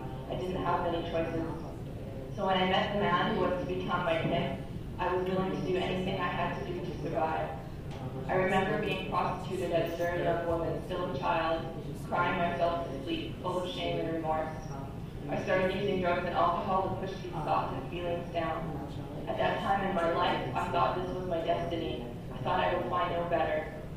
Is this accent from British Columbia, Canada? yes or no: yes; British Columbia, Canada; I come from the Thompson Nation in the southern interior of British Columbia, Canada.